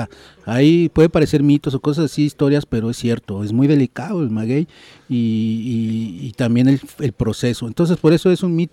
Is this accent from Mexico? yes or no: yes; Ecatepec, State of Mexico, Mexico; Y en Ecatepec existen 9 pueblos tradicionales, uno de ellos donde yo soy, de Santa Clara Coatitla